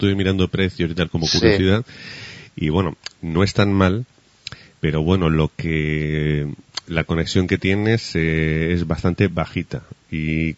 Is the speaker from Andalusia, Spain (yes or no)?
no; Aragon, Spain; yo que soy de Aragón